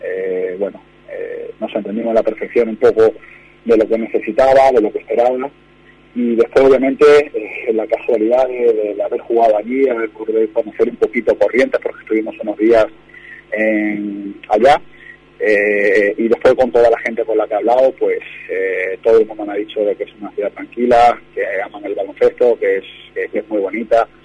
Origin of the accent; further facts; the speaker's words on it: Málaga, Andalusia, Spain; conseguir mis títulos también para mi ciudad, que yo soy de Málaga.